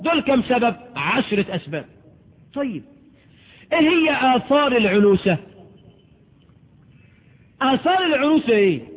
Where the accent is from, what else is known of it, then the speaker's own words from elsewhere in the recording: Egypt; عندنا في مصر، ودي تقارير صادرة عن الجهات الرسمية